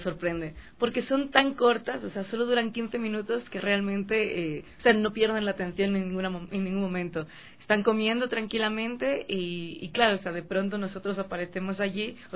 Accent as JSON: {"language": "Spanish", "town": "Barcelona", "region": "Catalonia", "country": "Spain", "tie": "born or raised there", "lives_now": "Quito, Ecuador", "said": "como puedes notar por mi acento, yo nací aquí, pero toda la vida la viví en España, en Barcelona"}